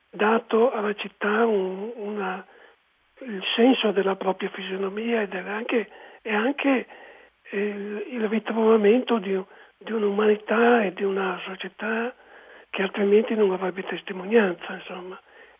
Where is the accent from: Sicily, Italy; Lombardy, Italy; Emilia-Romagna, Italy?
Lombardy, Italy; Milan; quando io sono cresciuto a Milano, in un tempo in cui tutti parlavano in milanese, ricchi e poveri